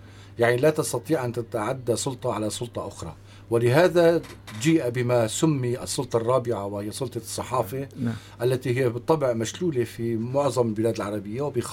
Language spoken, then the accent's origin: Arabic; Syria; نحن كسوريين ينبغي أن يكون هناك هيئات مختلفة تمثلنا